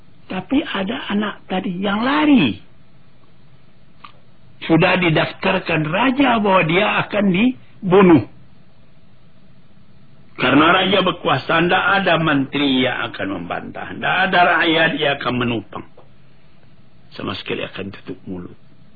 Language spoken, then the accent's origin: Indonesian; Maninjau, West Sumatra, Indonesia; saya sendiri pergi ke kampung halaman saya di Meninjau.